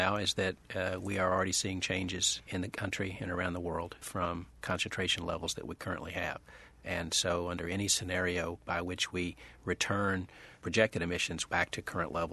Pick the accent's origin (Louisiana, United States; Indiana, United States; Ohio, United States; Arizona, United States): Louisiana, United States; I grew up in South Louisiana. We're seeing that happen all the time.